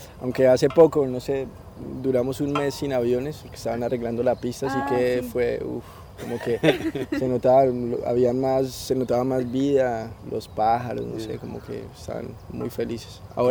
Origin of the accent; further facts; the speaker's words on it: Colombia; De Colombia.